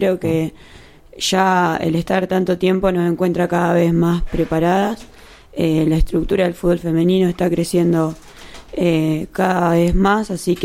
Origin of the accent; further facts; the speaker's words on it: Agustoni, La Pampa, Argentina; Bueno, yo soy de Agustoni, que es un pueblito chico que está cerca de General Pico.